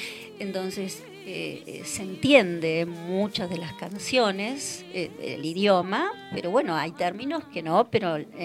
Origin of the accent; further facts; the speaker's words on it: Argentina; Entonces, ahí como artista argentina que viene a cantar esta música